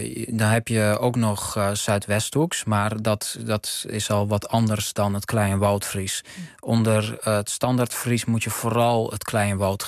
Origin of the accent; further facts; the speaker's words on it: Amsterdam, North Holland, Netherlands; born there; Ik ben in Amsterdam geboren.